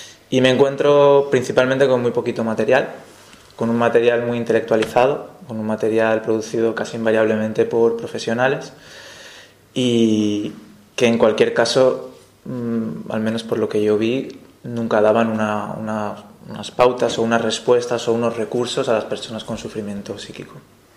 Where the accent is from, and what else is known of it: Valencia, Valencian Community, Spain